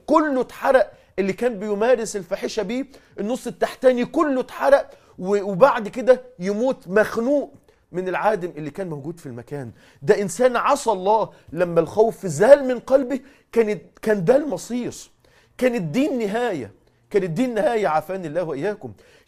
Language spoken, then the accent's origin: Arabic; Mansoura, Dakahlia, Egypt; حادثة حصلت عندنا في المنصورة